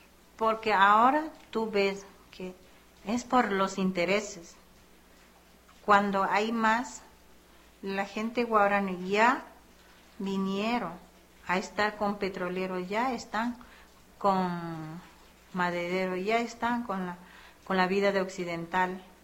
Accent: Amazonía, Ecuador; Somos de Amazonía, donde hemos nacido nosotros, Guaorani. Somos especialistas Guaorani, que conocemos muy bien y manejamos la selva.

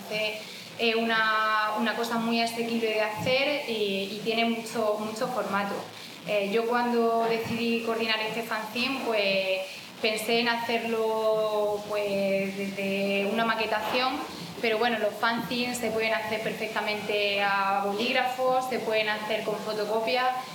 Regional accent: Jaén, Andalusia, Spain; yo vengo de Jaén, quizás se me nota un poco por el acento, yo vengo de Jaén y en Jaén estaba militando en un colectivo feminista que se llama Comando Sororidad.

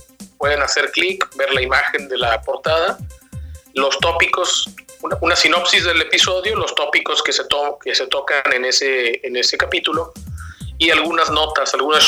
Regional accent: Tampico, Tamaulipas, Mexico; Nosotros somos de Tampico, ¿no?

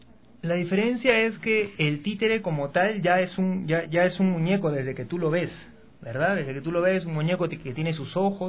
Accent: Ilo, Moquegua, Peru; born there; el puerto de Hilo, que es donde yo nací. Pues el puerto de Hilo, que es un puerto al sur del Perú.

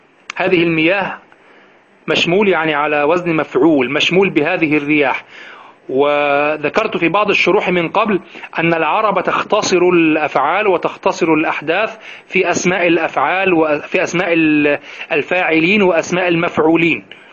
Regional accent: Egypt; تأتي التي عندنا في مصر تأتي من جهة الشمال، من جهة البحر

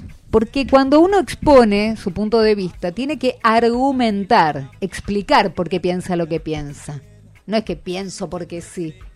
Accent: Valentín Alsina, Buenos Aires Province, Argentina; yo soy de Valentín Alsina, de la vereda de enfrente de Pompeya. Ah. O sea, yo vivo cerca de ustedes.

